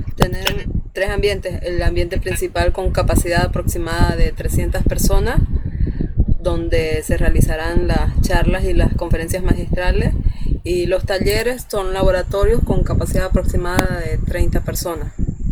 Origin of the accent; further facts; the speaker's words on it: Trinidad, Beni, Bolivia; soy de Trinidad, del Beni.